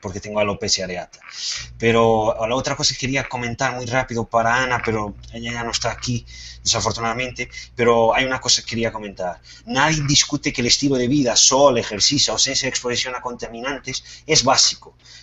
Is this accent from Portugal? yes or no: yes; Portugal; Spanish is a second language; perdonen mi malo castellano, pero soy portugués.